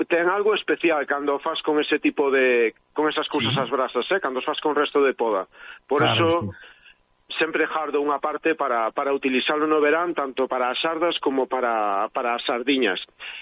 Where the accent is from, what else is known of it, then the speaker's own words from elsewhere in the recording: Galicia, Spain; Seguimos sendo todos galegos e irmáns.